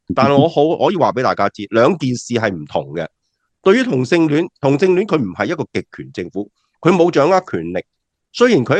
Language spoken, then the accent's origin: Cantonese; Hong Kong; 我哋身为香港人啦，经历过2019嘅抗争运动啦